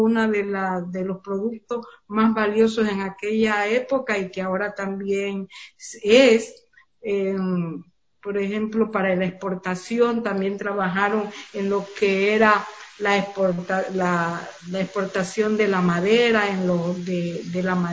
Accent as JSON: {"language": "Spanish", "region": "Esmeraldas", "country": "Ecuador", "said": "pues yo vine desde Esmeralda, yo también soy esmeraldeña."}